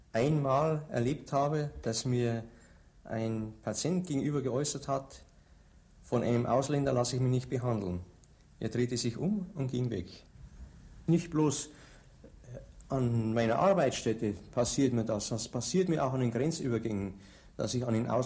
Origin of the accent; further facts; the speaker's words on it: Bavaria, Germany; accent: Bavarian; now in Berlin, Germany; Ja, im Allgemeinen wird unser Akzent sehr angenehm empfunden in Berlin.